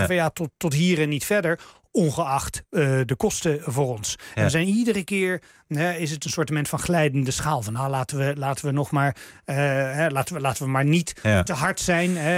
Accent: Netherlands; En dat is iets wat we ons als Nederlanders prima kunnen voorloven.

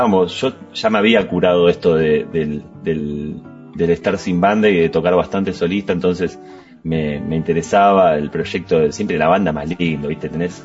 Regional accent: Wilde, Buenos Aires Province, Argentina; now in Buenos Aires, Argentina; nosotros somos casi todos del sur, yo vivo en Capital pero soy de Wilde.

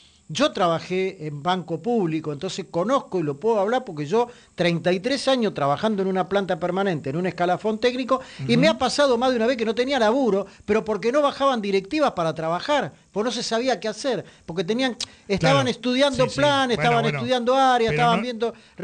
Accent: Buenos Aires, Argentina; para los que somos de la Ciudad de Buenos Aires

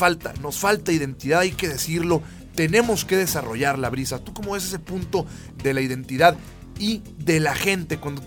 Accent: Saltillo, Coahuila, Mexico; empatizar con que somos de Saltillo, apasionarnos con que somos de esta ciudad

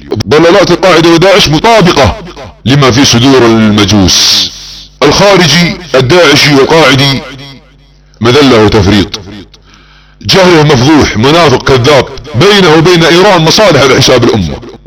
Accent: Saudi Arabia; يعتقدون عندما تنشغل بلادنا السعودية في الحروب وعدة جبهات

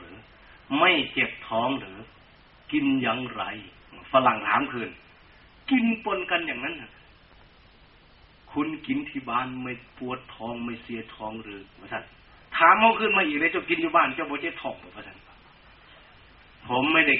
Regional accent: Sakon Nakhon, Thailand; born or raised there

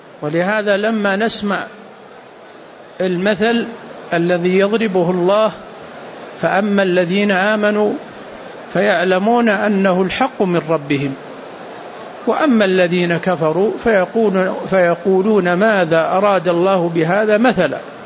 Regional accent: Saudi Arabia; عندنا في السعودية كان ملك اليمين موجود

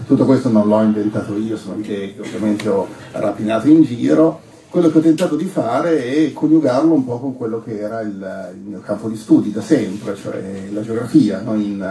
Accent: Turin, Piedmont, Italy; io vengo da Torino

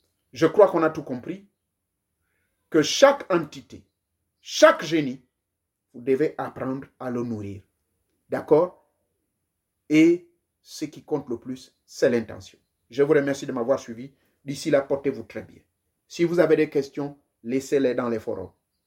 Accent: Gabon; born there; comme je suis né au Gabon

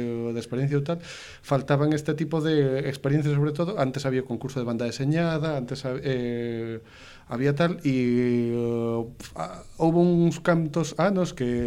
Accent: Ourense, Galicia, Spain; Eu son de Ourense, entón ali tiñamos as xornadas de banda deseñada en tempos

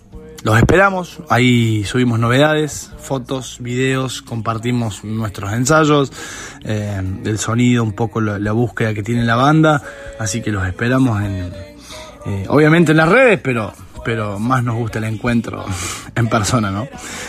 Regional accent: Bolivia; Somos una banda de cinco amigos, de cinco personas, de Bolivia

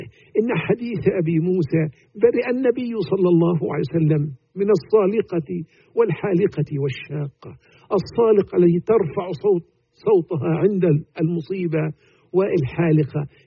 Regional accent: Egypt; حتى تسمى عندنا في مصر يسمون عاشوراء

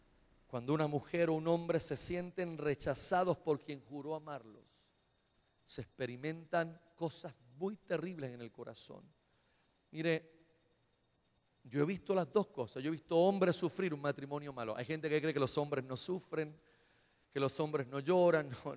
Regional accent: Caguas, Puerto Rico; de donde yo vengo, usted a las 5 o 6 de la tarde pase un martes, un miércoles por uno de los pubs en una de nuestras avenidas de Caguas

